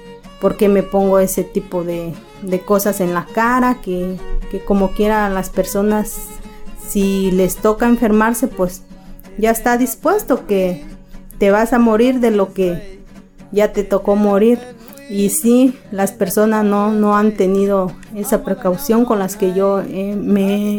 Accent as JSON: {"language": "Spanish", "town": "Xochistlahuaca", "region": "Guerrero", "country": "Mexico", "said": "Soy de Xochislahuaca, Guerrero."}